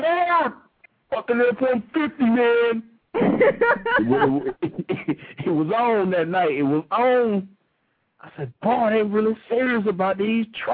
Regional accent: Laos; He's from Laos. I'm from Laos.

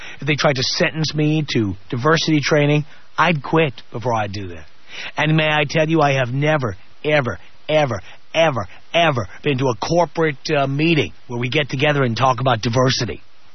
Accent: New York, United States; I learned it by growing up in the South Bronx, a poor area. An area with people of all colors, all races.

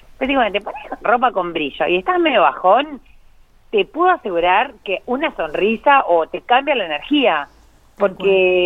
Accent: Intendente Alvear, La Pampa, Argentina; a mi pueblo, que yo soy de Intendente Alvear

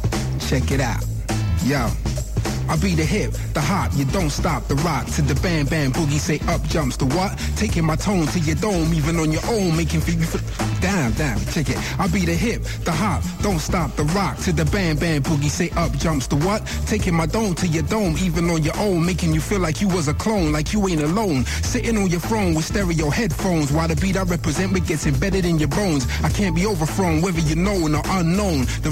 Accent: Hackney, London, United Kingdom; I'm from Hackney, East London.

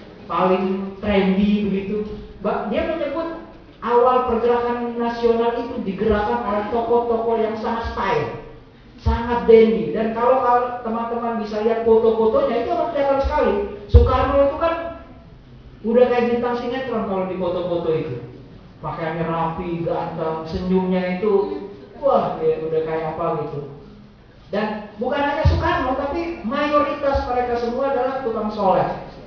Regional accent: Jakarta, Indonesia; karena saya Betawi nggak bisa nggak minta merdeka.

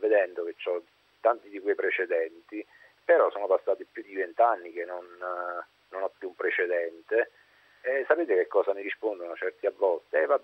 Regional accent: Naples, Campania, Italy; now in Alassio, Italy; io sono di Napoli, adesso mi trovo ad Alassio per lavoro. Però io, diciamo così, negli anni 78-80 vivevo a Napoli

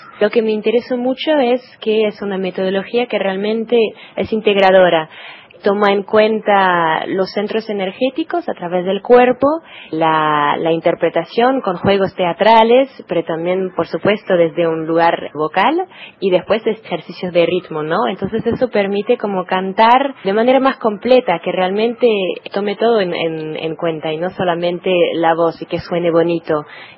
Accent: France; Spanish is a second language; yo soy francesa

